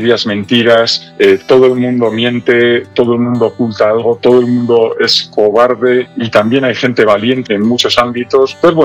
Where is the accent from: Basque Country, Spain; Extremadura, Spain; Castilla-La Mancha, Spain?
Basque Country, Spain; Bilbao; yo soy de Bilbao y soy del 78